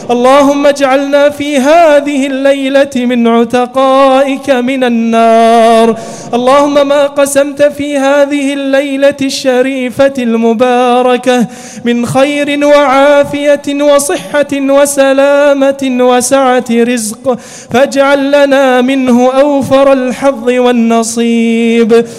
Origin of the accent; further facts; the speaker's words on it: Kuwait; اللهم اجعل بلدنا الكويت آمنة مطمئنة